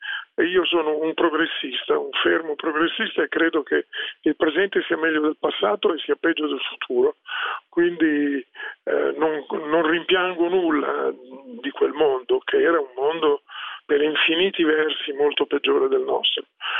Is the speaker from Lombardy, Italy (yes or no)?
yes; Milan, Lombardy, Italy; sono milanese, sono sempre vissuto da allora a Milano, tranne gli anni dell'università che ho fatto a Pavia